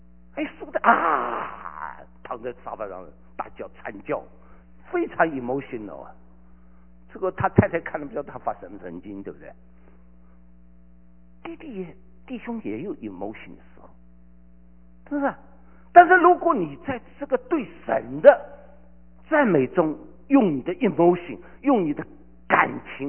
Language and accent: Chinese; China; 我以前我从大陆来的